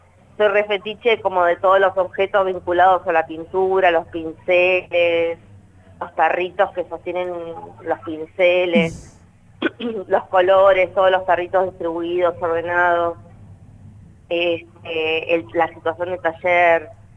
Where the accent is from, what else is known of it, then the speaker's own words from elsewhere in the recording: Punta Alta, Buenos Aires Province, Argentina; also born or lived in Bahía Blanca; Yo soy de Bahía Blanca. Va, estudié en Bahía Blanca, pero soy de una ciudad que es cercana a Bahía Blanca, está más Punta Alta. Y así que bueno, viví ahí.